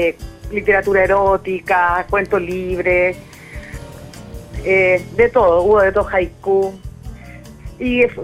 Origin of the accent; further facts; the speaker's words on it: Puerto Montt, Los Lagos, Chile; also born or lived in Argentina; now in Santiago, Chile; Luego me fui en mi adolescencia a Puerto Montt, estudié historia allá, después me fui a Argentina, ahora estoy en Santiago, así que en realidad siempre voy como recorriendo hartos lugares, no me defino como mucho de un lugar en particular